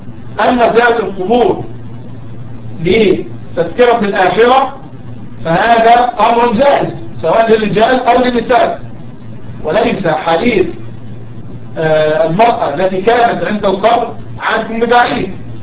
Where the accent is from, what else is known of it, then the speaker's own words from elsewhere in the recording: Egypt; كان يلد يعني باللغة العامية عندنا في مصر بيلد